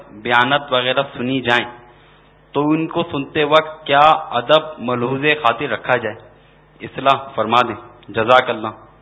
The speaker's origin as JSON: {"language": "Urdu", "town": "Karachi", "region": "Sindh", "country": "Pakistan", "said": "میرا تعلق باب المدینہ کراچی سے ہے."}